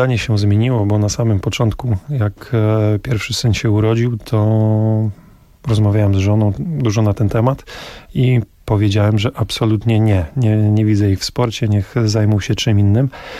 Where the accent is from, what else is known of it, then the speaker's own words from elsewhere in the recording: Olsztyn, Warmian-Masurian Voivodeship, Poland; Jestem z Olsztyna, pochodzę z Warmii.